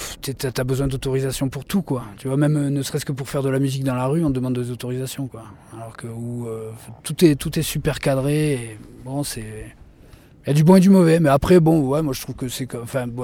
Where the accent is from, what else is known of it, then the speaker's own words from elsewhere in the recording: France; parce que nous, encore une fois, on est français, donc on a la facilité d'être nomade